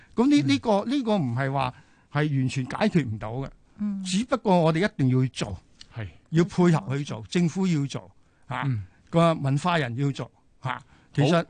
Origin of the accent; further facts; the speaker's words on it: China; 睇到我哋中國人淨係講插花，